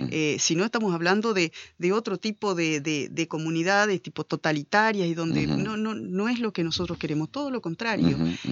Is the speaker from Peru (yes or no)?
no; Concordia, Entre Ríos, Argentina; después siempre viví en Concordia. Nací en Concordia, fui al colegio en Concordia, y después volví a ejercer mi profesión a Concordia.